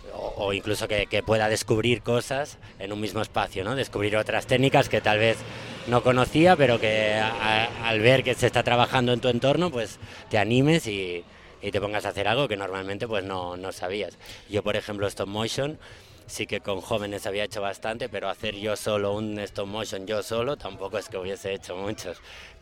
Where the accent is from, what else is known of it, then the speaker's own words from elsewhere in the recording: Barcelona, Catalonia, Spain; Pues venimos de Barcelona y llevamos ahora 2 semanitas en Medellín.